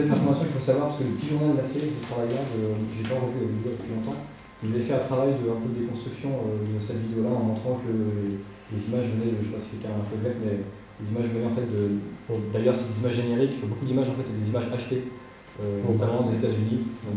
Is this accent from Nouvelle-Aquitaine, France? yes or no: yes; Nouvelle-Aquitaine, France; accent: South Charentais; Ouais, j'ai un accent du Charentais du Sud, peut-être.